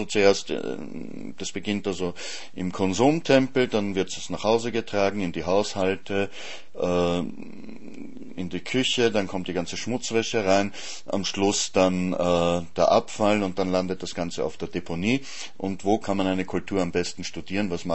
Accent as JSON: {"language": "German", "region": "Vienna", "country": "Austria", "tie": "born or raised there", "said": "oder eher offensichtlich in meiner Heimatstadt Wien aufgefangen."}